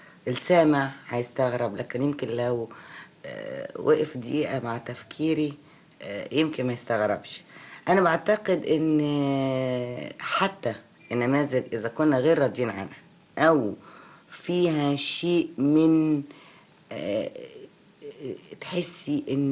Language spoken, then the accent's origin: Arabic; Egypt; فأنا مواطنة مصرية أولا وأخيرا.